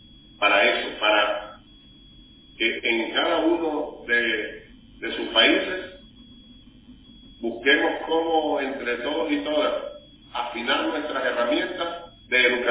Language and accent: Spanish; Venezuela; ¿Por qué es tan importante para nosotros, como venezolanos y venezolanos, venezolanos y venezolanas, y más allá, como integrantes de la patria grande